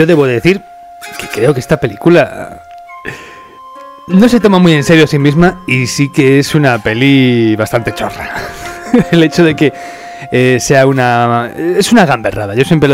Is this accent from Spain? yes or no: yes; Spain; En fin de cuentas, somos españoles, tenemos el problema de que ya se nos ha metido en el ADN estos títulos